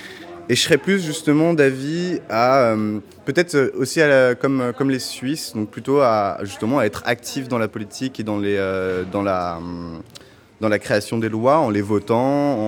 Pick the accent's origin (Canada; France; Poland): France; now in Belgium; Moi personnellement, je suis français. Je ne sais pas si je peux voter en Belgique.